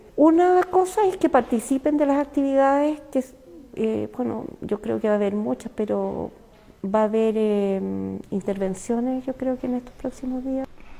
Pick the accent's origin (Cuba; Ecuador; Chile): Chile; No, aquí al parecer no somos todos chilenos con las mismas, en el fondo, ni garantías ni beneficios.